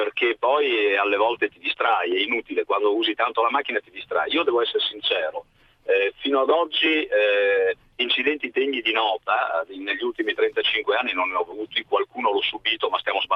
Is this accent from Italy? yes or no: yes; Treviso, Veneto, Italy; Io poi sono veneto, sono trevisano